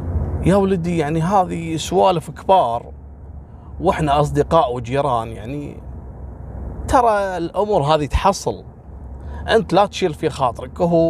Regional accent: Kuwait; في عام 2017 عندنا في الكويت هني في جيران أصدقاء

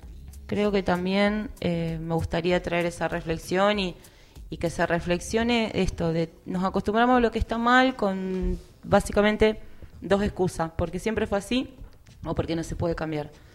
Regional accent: Argentina; Y bueno, nosotros como Argentina estamos siendo parte de ese legado de, de no planeta de las futuras generaciones.

